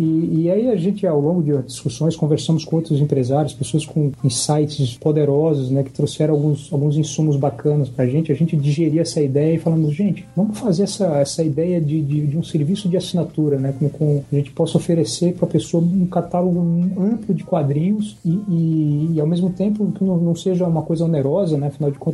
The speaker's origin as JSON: {"language": "Portuguese", "region": "Paraíba", "country": "Brazil", "moved": "yes", "lives_now": "São Paulo, Brazil", "said": "da Paraíba, de onde eu sou, o João Paulo também, a gente é natural de lá, eu moro em São Paulo há algum tempo."}